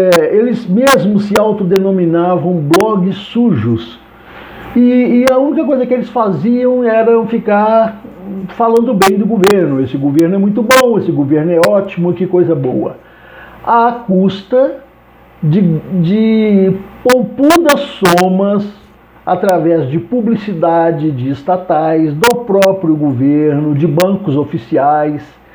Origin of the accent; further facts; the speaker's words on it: Minas Gerais, Brazil; Sou mineiro daquela escola que diz mineração e eleição só depois da apuração.